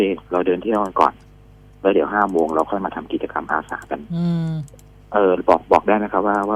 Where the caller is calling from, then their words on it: Samut Prakan, Thailand; ตอนนี้อยู่สมุทรปราการครับ